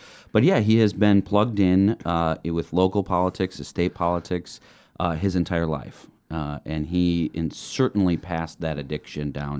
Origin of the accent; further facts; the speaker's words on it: Maple Bluff, Wisconsin, United States; now in Milwaukee, United States; I grew up in Maple Bluff, a graduate from Edgewood High School, and I went to Marquette.